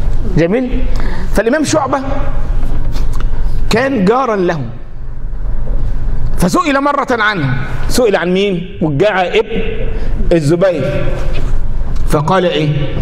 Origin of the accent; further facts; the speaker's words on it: Upper Egypt, Egypt; احنا عندنا في الصعيد يقول لك العقول، ما يقولش العقول، العجول.